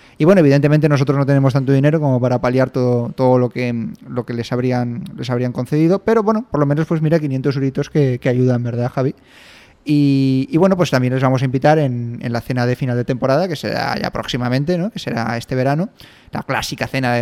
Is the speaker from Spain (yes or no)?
yes; Alicante, Valencian Community, Spain; Ese ya me fastidia más, que yo soy de San Blas.